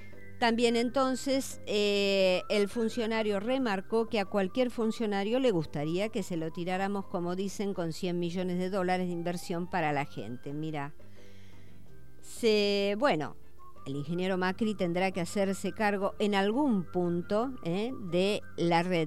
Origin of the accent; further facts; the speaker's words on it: Argentina; Hoy, como argentino y expendedor que hace más de 40 años que estoy en el rubro, estoy más que contento.